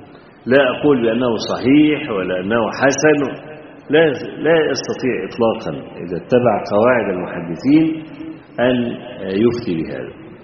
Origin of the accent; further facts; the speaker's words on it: Egypt; وإحنا عندنا في مصر بنزرع القطن طويل التيلة